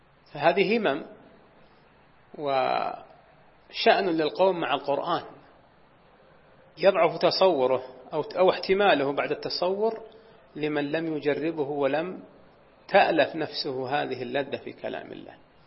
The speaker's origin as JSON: {"language": "Arabic", "region": "Najd", "country": "Saudi Arabia", "said": "وكان العوائد عندنا في نجد"}